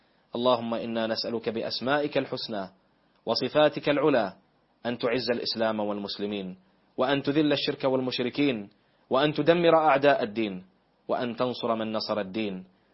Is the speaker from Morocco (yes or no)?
no; Bahrain; اللهم احفظ بلادنا البحرين